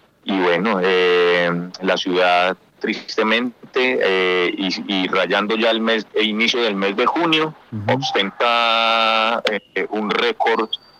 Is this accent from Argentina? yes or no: no; Copacabana, Antioquia, Colombia; me dirijo ya hacia mi pueblo, hacia el municipio de Copacabana.